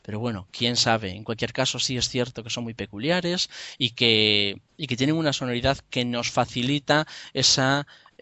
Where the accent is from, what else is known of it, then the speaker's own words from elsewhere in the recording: Poyo, Galicia, Spain; born there; el pueblo donde yo nací, en Porto Santo, en Poyo, en Pontevedra